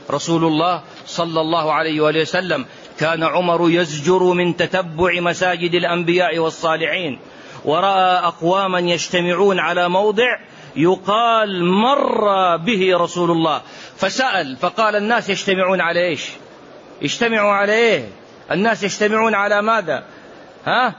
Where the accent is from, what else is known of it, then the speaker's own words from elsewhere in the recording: Mecca, Makkah Province, Saudi Arabia; born there; ومحدثكم من مواليد مكة،